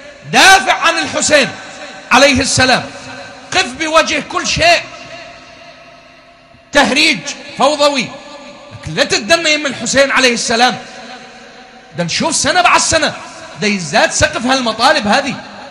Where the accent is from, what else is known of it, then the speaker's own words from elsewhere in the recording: Iraq; إحنا كمجتمع عراقي ومو بس المجتمع العراقي